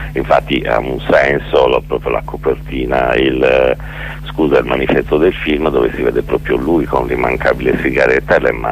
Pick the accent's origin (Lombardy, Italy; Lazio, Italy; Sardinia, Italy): Sardinia, Italy; ragionavo un po' da sardo e da regista sardo